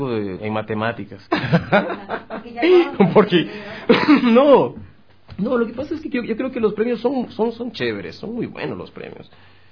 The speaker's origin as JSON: {"language": "Spanish", "region": "Galápagos", "country": "Ecuador", "moved": "yes", "lives_now": "Quito, Ecuador", "said": "me salí de Galápagos, me fui a estudiar a México, regresé a Ecuador, pasé por Cuenca, aprendí a cantar y vine a Quito."}